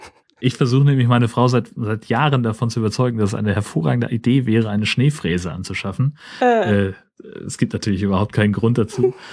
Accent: Schleswig-Holstein, Germany; Das ist so das, worauf man sich als Schleswig-Holsteiner berufen kann.

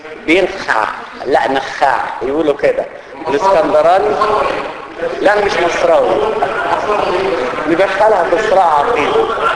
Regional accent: Upper Egypt, Egypt; انا راجل صعيدي يعني جاي من الطينة عادي.

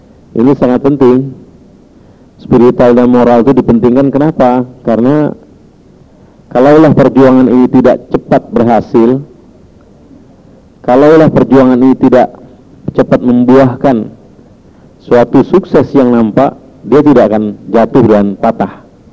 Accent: Jakarta, Indonesia; born there; Lahir di Jakarta tanggal 3 Juli 53. Alamat sekarang Islamic Center Iqra

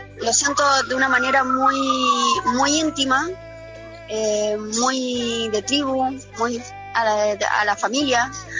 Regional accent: Concepción, Biobío, Chile; yo me inicié en el rock en mi ciudad natal, en Concepción, en Chile.

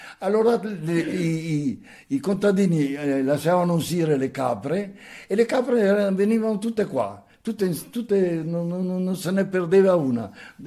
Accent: Nago, Trentino-Alto Adige, Italy; Quando ero piccolo io a Nago c'erano circa 200 capre, no?

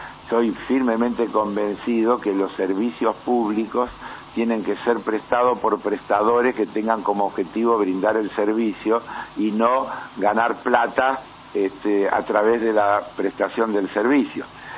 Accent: Argentina; porque yo soy argentino.

